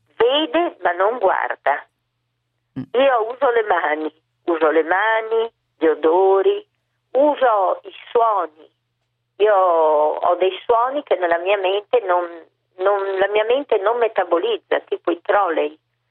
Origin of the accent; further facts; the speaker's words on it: Venice, Veneto, Italy; alla fine poi ha prodotto questi giri in barca guidati da me come veneziana